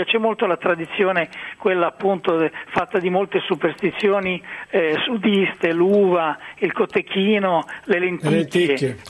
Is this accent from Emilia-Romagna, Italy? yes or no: yes; Emilia-Romagna, Italy; Anch'io devo dire che in Romagna, visto che sono romagnolo